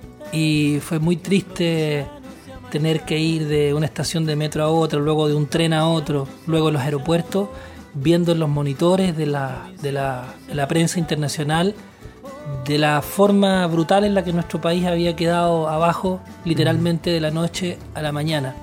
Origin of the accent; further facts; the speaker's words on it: Chile; lo que ha significado este fenómeno para nosotros como chilenos